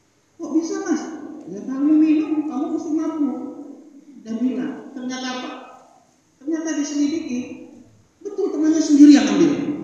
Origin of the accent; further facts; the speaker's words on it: Sumatra, Indonesia; Saya ini dari Sumatera, Pak.